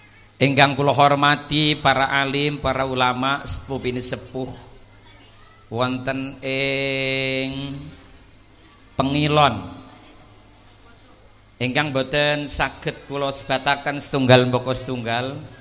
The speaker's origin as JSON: {"language": "Javanese", "town": "Temanggung", "region": "Central Java", "country": "Indonesia", "said": "Niki kula niki tiyang Temanggung, Bu. Bojo kula niku daleme Temanggung. Wonten Pare Mendirat."}